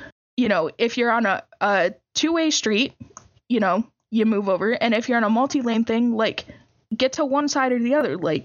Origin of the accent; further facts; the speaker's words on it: Michigan, United States; growing up in Michigan, in the area that I grew up in, this was a completely normal thing.